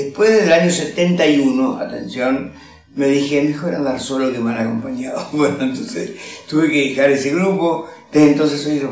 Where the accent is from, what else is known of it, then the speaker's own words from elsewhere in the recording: Loreto, Corrientes, Argentina; Mi pueblo, Loreto, queda a 200 kilómetros de capital, de esta capital, de Corrientes. 12 años, donde fui a parar